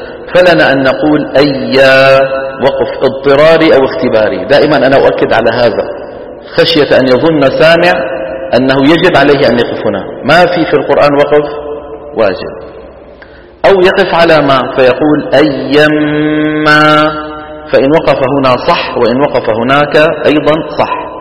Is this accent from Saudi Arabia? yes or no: yes; Saudi Arabia; وإلى الآن مثلا عندنا في السعودية يقولون دحين